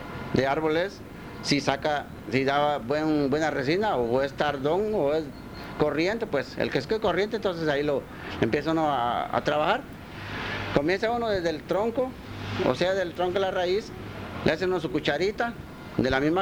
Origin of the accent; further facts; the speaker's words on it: Melchor de Mencos, Petén, Guatemala; Yo crecí aquí en Melchor de Mencos